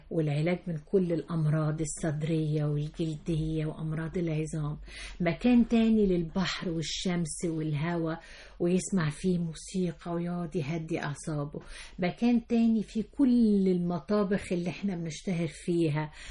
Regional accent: Egypt; ويدعونا حب في ان احنا مصريين

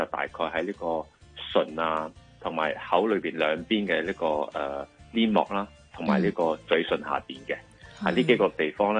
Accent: Malaysia; 但系喺我嘅乡下咧，即系马来西亚咧。

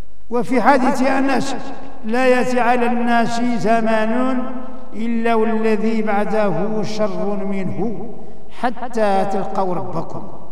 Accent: Morocco; كاين عندنا في المغرب اللي تيغلو في أهل البيت

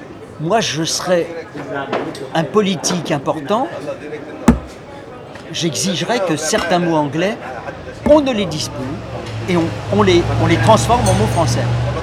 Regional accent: France; mais en tant que Français, je peux dire ce que je pense.

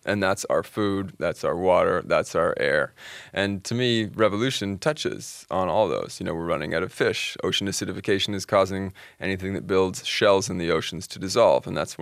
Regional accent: Canada; The general impression in Canada is that we're a good country environmentally.

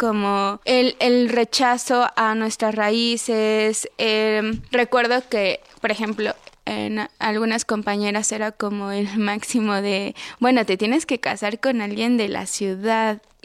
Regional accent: Tlaxcala, Mexico; Incluso en mi pueblo, soy de una comunidad de Tlaxcala, y en mi pueblo sí está muy marcado como esta idea de desprenderse como de las raíces, del idioma

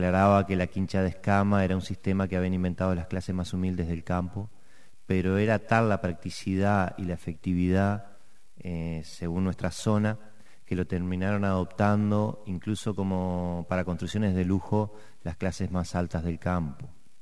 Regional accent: Uruguay; si bien nos quejamos seguido como buenos uruguayos

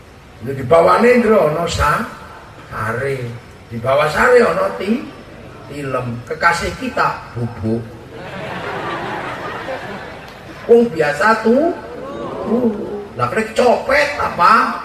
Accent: Medan, North Sumatra, Indonesia; Ibu tahu saya dari Medan.

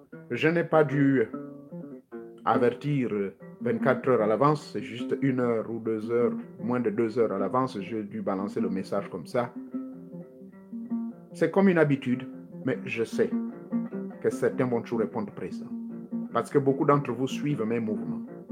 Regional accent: Gabon; les génies, on les appelle chez nous en Gabon et même en Afrique

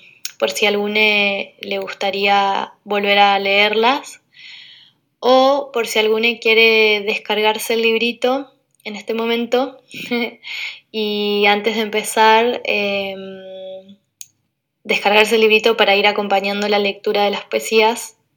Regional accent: Curuzú Cuatiá, Corrientes, Argentina; poeta de Argentina. Nací al interior de Corrientes, en un pueblo que se llama Curuzucuatiá, donde estoy viviendo ahora.

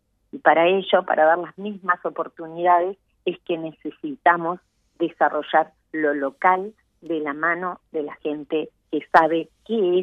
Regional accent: Uruguay; que tenemos como uruguayos, como ciudadanos, no importa en el lugar que estemos

